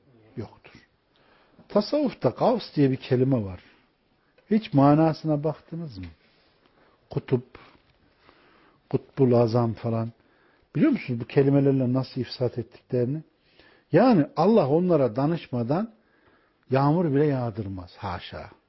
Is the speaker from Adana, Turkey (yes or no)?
no; Ilgın, Konya, Turkey; benim memleketim Konya mesela. Ilgınlıyız biz.